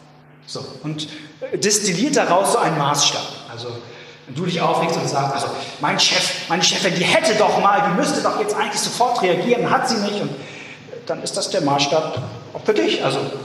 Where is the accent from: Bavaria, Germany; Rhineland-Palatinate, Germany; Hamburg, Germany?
Hamburg, Germany; Und ich finde das irgendwie als Hamburger in einem völlig sonnenlosen November, ist das ein ziemlich attraktives Bild für mich.